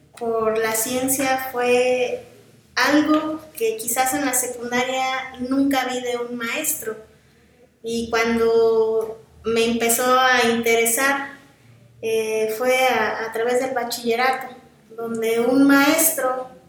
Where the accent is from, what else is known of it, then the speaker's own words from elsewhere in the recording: Yautepec, Morelos, Mexico; Sí, soy originaria de Yautepec y estudié también aquí en la ciudad de Cuernavaca